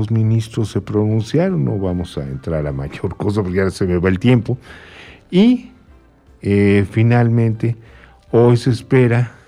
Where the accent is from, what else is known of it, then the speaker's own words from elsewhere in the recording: Iztapalapa, Mexico City, Mexico; No, yo vengo de Iztapalapa.